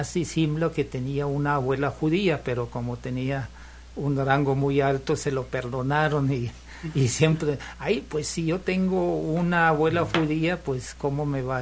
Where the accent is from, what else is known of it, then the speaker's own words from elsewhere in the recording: Rhineland-Palatinate, Germany; born there; Spanish is a second language; Yo nací en Alemania.